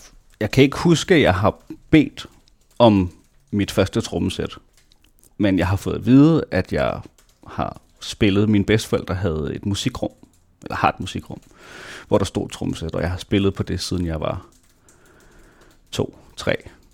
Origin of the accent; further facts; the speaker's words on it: Næstved, Zealand, Denmark; jeg blev født i Næstved i 1996, og ja, boede der, voksede op, gik i skole, indtil jeg i 10. klasse kom på efterskole, og så nogle år igen tilbage.